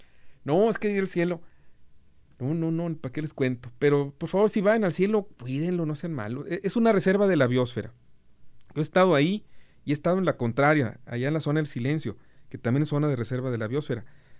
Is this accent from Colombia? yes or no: no; Santa Catarina, Nuevo León, Mexico; yo soy de Santa Catarina. Le dije. Y además, reclamo paternidad, mi papá nació aquí